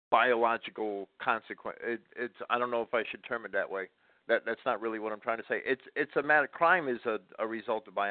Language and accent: English; Jersey City, New Jersey, United States; also born or lived in Massachusetts; You know, I grew up in Jersey City, and everything had to be locked all the time.